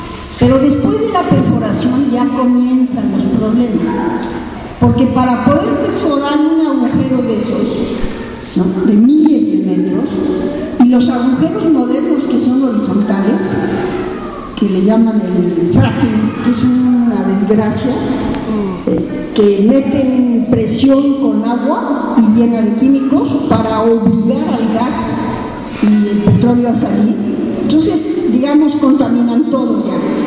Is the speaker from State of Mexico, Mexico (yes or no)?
no; Mexico City, Mexico; now in Atotonilco, Mexico; Los que vinimos de México, Distrito Federal, a San Miguel Allende y aquí a Totonilco, vimos la modernización salvaje de Querétaro.